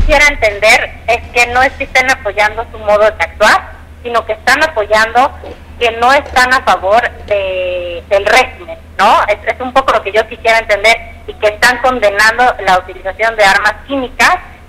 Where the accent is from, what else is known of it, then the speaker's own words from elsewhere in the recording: Mexico; lo mismo nos debería estar preocupando como mexicanos